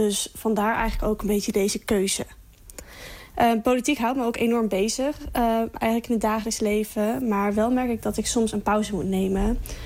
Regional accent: Zwolle, Overijssel, Netherlands; Ik kom uit Zwolle, dus ik heb gestemd voor de provincie Overijssel.

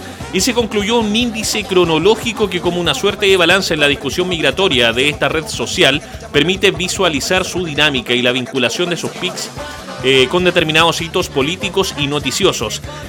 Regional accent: Chile; sin saber lo racista que somos los chilenos, sin saber lo xenofóbicos justamente que somos, ¿ya?

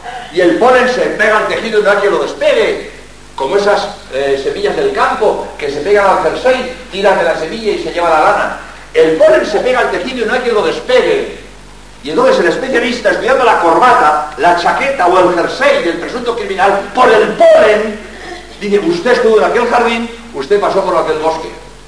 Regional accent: Barcelona, Catalonia, Spain; born there; also born or lived in Madrid; now in Cádiz, Spain; Yo soy catalán, yo nací en Barcelona, mi juventud la pasé en Madrid, pero como jesuita soy andaluz.

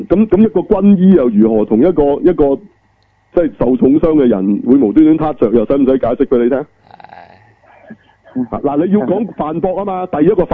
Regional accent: Hong Kong; 我香港人冇乜资格去话人哋口音

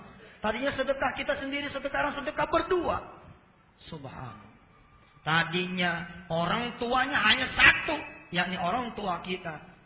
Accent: Jakarta, Indonesia; Sehingga kita-kita orang Jakarta mengenal orang Ambon seperti orang yang kasar.

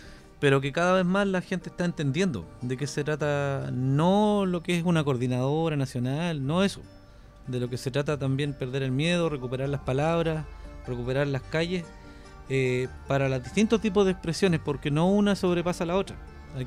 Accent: Concepción, Biobío, Chile; es pega pendiente para nosotros que somos los de Conce.

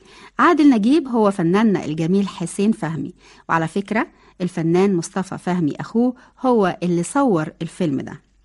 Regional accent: Egypt; عشان بلدنا مصر الغالية

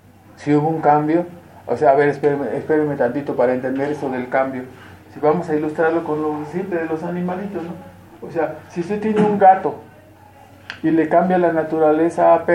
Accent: Mexico; porque todos tenemos raíces católicas, venimos de allá, nuestras familias somos mexicanos, hermanos, o sea, no somos de Gringolandia

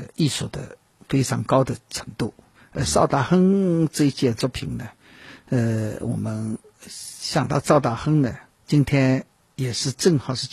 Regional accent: Yixing, Jiangsu, China; 因为我是来自江苏宜兴的

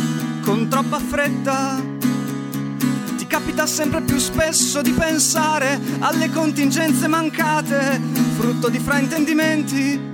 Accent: Bologna, Emilia-Romagna, Italy; Sono bolognese, ho accettato questa sfida

